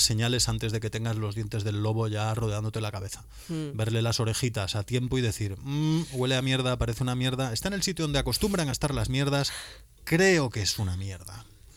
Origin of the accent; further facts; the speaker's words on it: Vigo, Galicia, Spain; Yo también soy vigués, yo también veo territorios periféricos